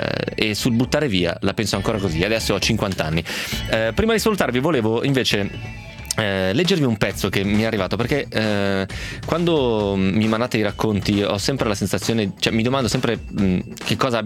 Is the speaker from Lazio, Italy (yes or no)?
no; Romentino, Piedmont, Italy; L'abbiamo già detto Margherita, siamo dello stesso paese, perché il nepotismo esiste, giusto? Per quel motivo lì, che sei proprio di Romentino.